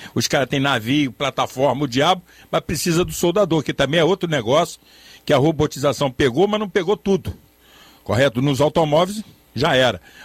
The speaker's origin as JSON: {"language": "Portuguese", "town": "Niterói", "region": "Rio de Janeiro", "country": "Brazil", "said": "é lá na minha cidade, Niterói"}